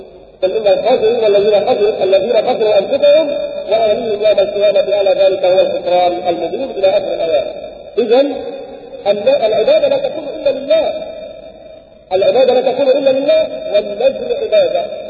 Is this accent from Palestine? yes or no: no; Egypt; احنا بس مصريين وفيها كرامات وفي بركات